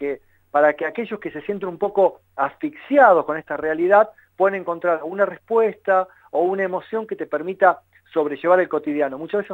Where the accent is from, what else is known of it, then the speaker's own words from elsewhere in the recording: Tierra del Fuego, Argentina; born there; now in La Plata, Argentina; Yo nací en Tierra del Fuego. Después pasé por distintas ciudades.